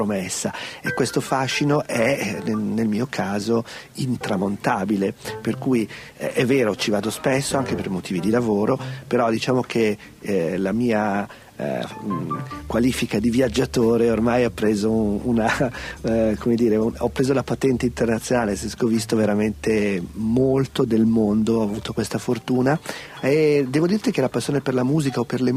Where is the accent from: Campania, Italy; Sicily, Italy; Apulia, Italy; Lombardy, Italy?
Lombardy, Italy; Milan; born there; dovevo nascere da quelle parti, invece sono nato a Milano